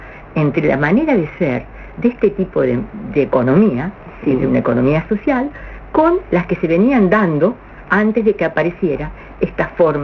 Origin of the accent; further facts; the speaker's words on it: Argentina; Les digo, como argentinos, la experiencia que tenemos en crisis parece ser que somos conocidos internacionalmente.